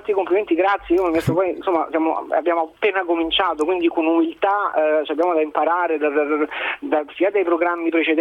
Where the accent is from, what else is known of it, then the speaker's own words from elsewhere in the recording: Rome, Lazio, Italy; sono romano, tanto di cappello